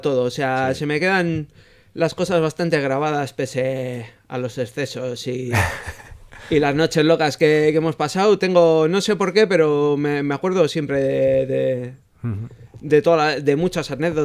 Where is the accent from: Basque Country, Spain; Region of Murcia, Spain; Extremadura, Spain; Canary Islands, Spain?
Basque Country, Spain; Bilbao; El Bullón. Yo soy de Uribarri, chaval.